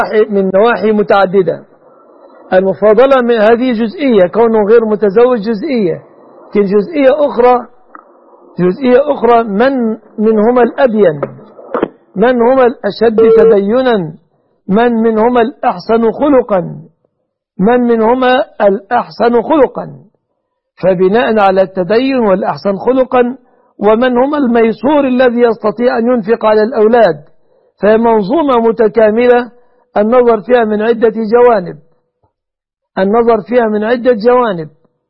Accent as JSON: {"language": "Arabic", "country": "Egypt"}